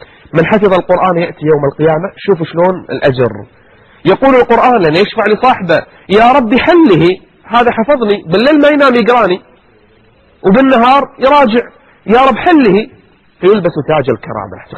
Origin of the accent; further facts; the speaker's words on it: Kuwait; عندنا بالكويت